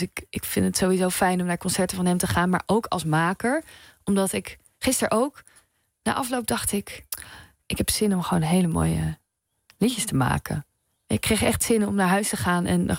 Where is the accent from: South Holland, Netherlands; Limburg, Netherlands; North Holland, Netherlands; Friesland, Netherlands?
South Holland, Netherlands; accent: Hollands; Omdat ik ben opgegroeid in Zuid-Holland. Nou, dus wel met een accent.